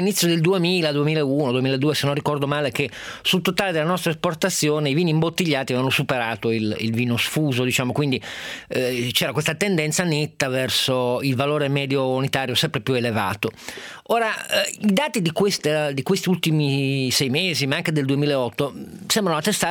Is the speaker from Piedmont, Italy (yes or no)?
yes; Piedmont, Italy; adesso io sono piemontese